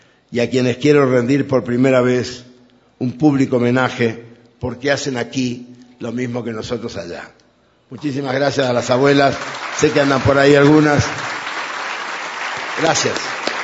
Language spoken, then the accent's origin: Spanish; Chaco, Argentina; el Chaco, mi tierra, está llena de pelotudos, pero gilipollas no hay ni uno.